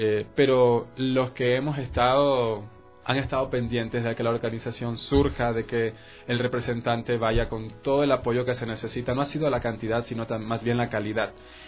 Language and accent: Spanish; Manabí, Ecuador; Como manavita que soy, muy orgulloso de representar mi tierra y ahora representar a mi país.